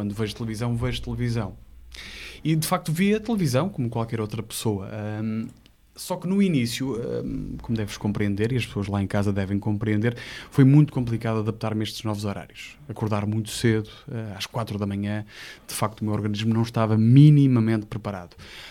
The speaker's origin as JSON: {"language": "Portuguese", "town": "Porto", "region": "Norte", "country": "Portugal", "said": "No Porto, quando eu vou ao Porto, atenção, eu sou do Porto"}